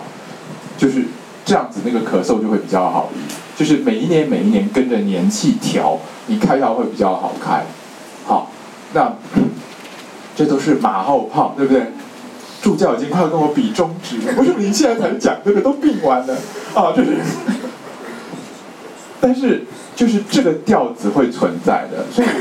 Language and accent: Chinese; China; 就是我们中国人的五行是土克水，对不对？